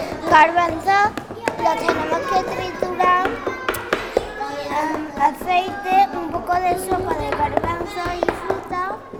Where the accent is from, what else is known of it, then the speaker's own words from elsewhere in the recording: Lucena, Andalusia, Spain; De Lucena.